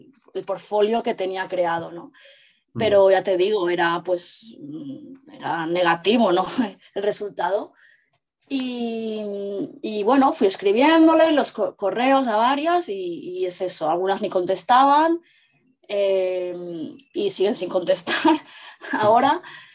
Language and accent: Spanish; Barcelona, Catalonia, Spain; yo soy de Barcelona, incluso fui en persona, ¿no?